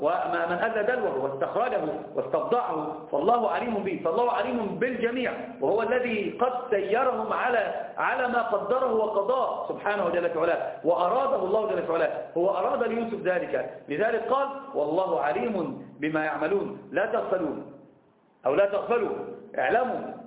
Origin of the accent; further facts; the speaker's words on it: Egypt; أنا عندنا في مصر يقولون في المثل اللي ما يعرفك إيش جاك